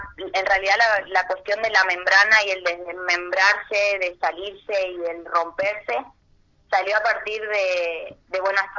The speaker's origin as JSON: {"language": "Spanish", "region": "Chaco", "country": "Argentina", "said": "soy chaqueña"}